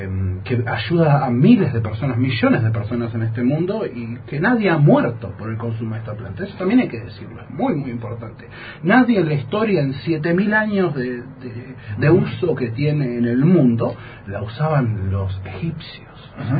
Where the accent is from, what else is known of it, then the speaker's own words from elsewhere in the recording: Buenos Aires Province, Argentina; Yo en Buenos Aires, de donde soy oriundo, la provincia de Buenos Aires, cerca de la capital federal, también milito